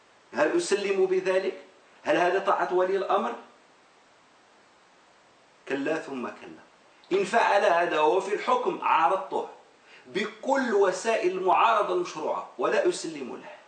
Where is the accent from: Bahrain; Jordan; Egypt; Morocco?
Morocco; أؤمن بها وأنا أقتنع بها كمغربي